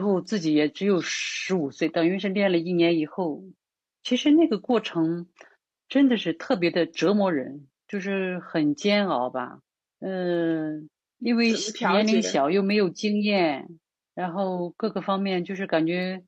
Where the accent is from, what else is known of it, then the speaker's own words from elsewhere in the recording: Laixi, Shandong, China; 因为我是莱西市的嘛，就是等于我们是在村里边长大的，当时虽然离青岛很近，2个小时车程吧，但是也没来过青岛